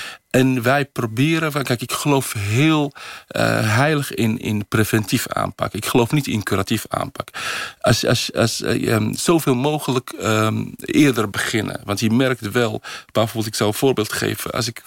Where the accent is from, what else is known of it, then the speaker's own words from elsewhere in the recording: Netherlands; also born or lived in Morocco; Dus echt geen rekening houden met dat ik uit Nederland ben gekomen. Dus dat ik geen Arabisch ken.